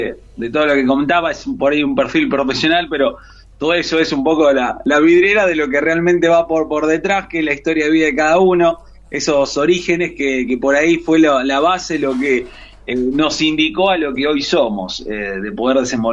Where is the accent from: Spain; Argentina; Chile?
Argentina; Tucumán; also born or lived in Buenos Aires; somos un poco de Tucumán, pero también un poco de Costa Atlántica. Mi papá, bueno, tucumano, se casa con una marplatense, y luego allá iniciamos toda esta formación de la familia allá en Tucumán.